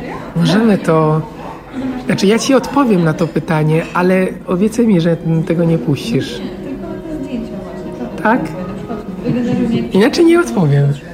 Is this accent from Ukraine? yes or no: no; Italy; Polish is a second language; now in Poland; bardzo kocham Włochy. Natomiast uwierała mnie ta kultura. Być może tego, że też pochodzę z niezbyt dużego miasta